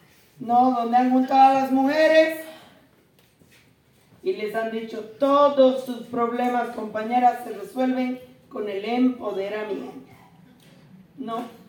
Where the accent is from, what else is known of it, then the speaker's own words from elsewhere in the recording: Bolivia; yo soy boliviana, y como boliviana